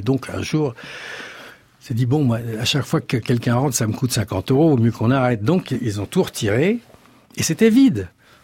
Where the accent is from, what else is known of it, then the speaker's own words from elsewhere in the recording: Paris, Île-de-France, France; ils m'ont quand même accepté, les Aveyronnais, ce qui n'est pas évident quand on est parisien et qu'on a fait l'erreur de montrer sa tronche dans le poste.